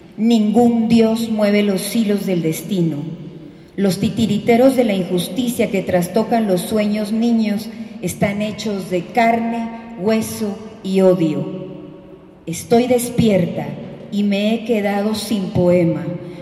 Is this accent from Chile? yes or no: no; Guatemala; nosotros le lanzamos como guatemaltecas y guatemaltecos